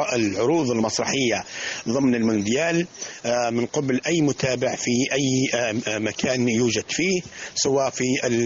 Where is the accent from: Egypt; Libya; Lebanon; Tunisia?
Libya; القطر المصري الشقيق الحبيب الذي نحن نعتبره البلد الثاني لنا كليبيين